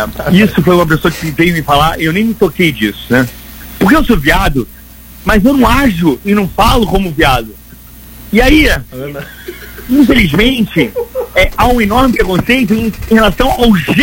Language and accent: Portuguese; Rio de Janeiro, Brazil; Eu falo assim, eu nasci falando assim, eu sou carioca, eu sou do subúrbio do Rio de Janeiro, é assim que eu falo.